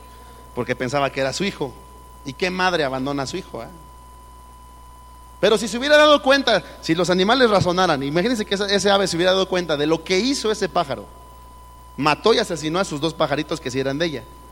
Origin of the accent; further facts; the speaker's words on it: Mexico; Pues por como somos los mexicanos, México está como está.